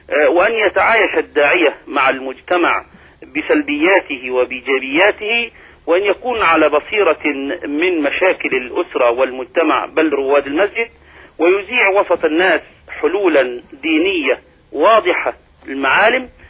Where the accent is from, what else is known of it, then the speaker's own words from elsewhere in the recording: Abu Kabir, Sharqia Governorate, Egypt; الحمد لله أنني كنت ولا زال في قريتي في أبو كبير أعمل هذا العمل الجميل في إصلاح ذات البين.